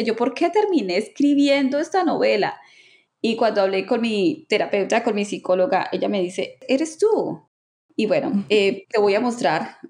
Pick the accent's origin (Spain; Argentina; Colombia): Colombia; La verdad es que para mí, como colombiana, en el grupo de escritoras de romántica